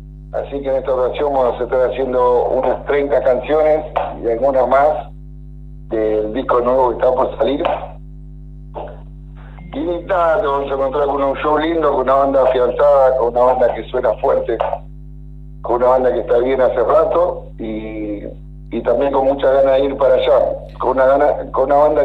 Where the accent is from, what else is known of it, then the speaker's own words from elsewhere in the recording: Buenos Aires Province, Argentina; Nosotros somos todos de Zona Sur, no somos de Capital Federal.